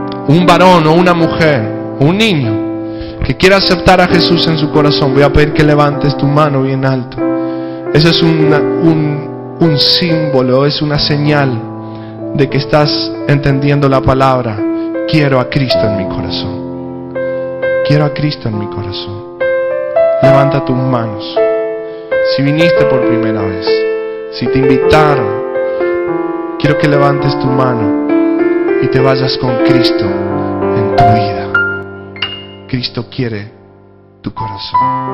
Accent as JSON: {"language": "Spanish", "town": "Castelli", "region": "Chaco", "country": "Argentina", "moved": "yes", "lives_now": "Escobar, Argentina", "said": "Y hace mucho tiempo vinimos de Chaco, yo soy de Castelli."}